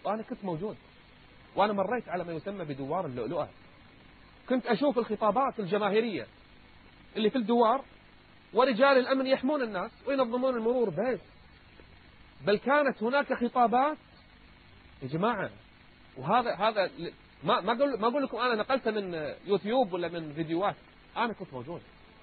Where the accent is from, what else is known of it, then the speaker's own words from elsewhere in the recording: Kuwait; إن كنت أنا كويتي فأنا أيضا بحريني.